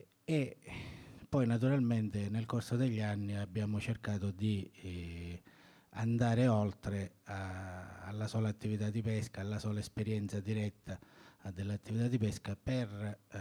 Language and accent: Italian; Catania, Sicily, Italy; vengo da Catania